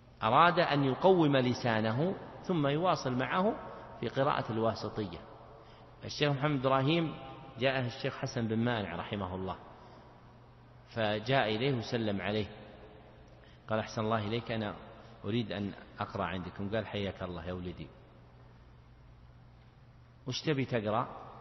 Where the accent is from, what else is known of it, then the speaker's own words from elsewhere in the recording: Riyadh Province, Saudi Arabia; يعني مثل ما يقول العوام عندنا في نجد